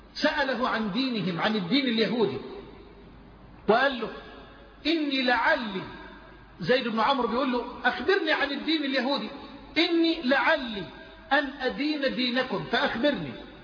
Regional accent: Egypt; الى مصر، الى بلدنا مصر

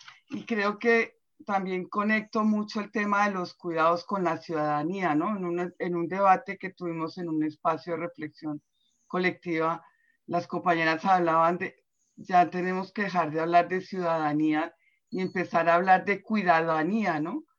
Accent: Colombia; moved away; yo soy de Colombia y llevo 20 años viviendo aquí

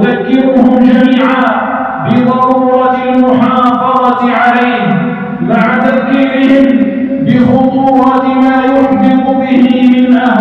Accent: Algeria; ها هي بلادنا الجزائر تعيش في أمن واستقرار

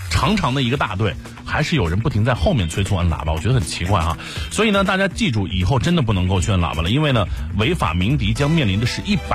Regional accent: Beijing, China; 作为一个北京人呢，看这部电视剧真的觉得怀念那个时候的北京

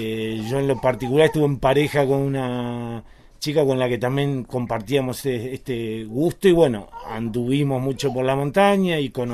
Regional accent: Buenos Aires, Argentina; Y venido de Buenos Aires. Ajá. Ya, bueno, ya muchos años acá, 25 años acá en la Patagonia

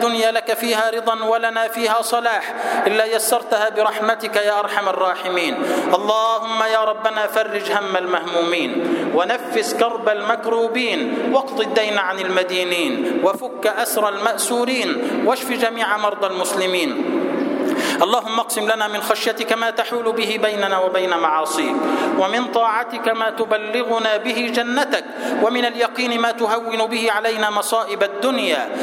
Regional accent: Egypt; اللهم اجعل بلدنا مصر سلما سلاما، أمنا أمانا

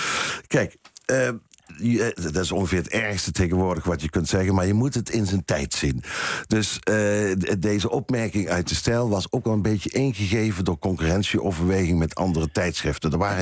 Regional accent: North Brabant, Netherlands; also born or lived in Tilburg; ik kom niet uit Tilburg. Ik kom wel uit Brabant.

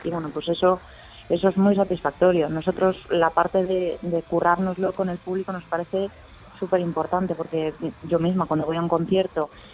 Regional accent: Galicia, Spain; now in Madrid, Spain; sí, somos todos de Galicia

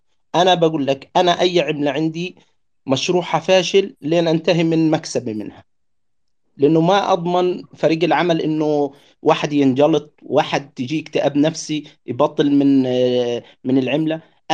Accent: Gaza, Gaza Strip, Palestine; انا من غزة.

